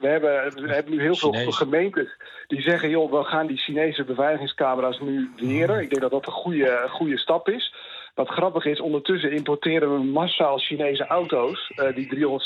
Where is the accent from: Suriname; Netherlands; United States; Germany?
Netherlands; Dan zou ik denken, toch als Nederlander, als Europa.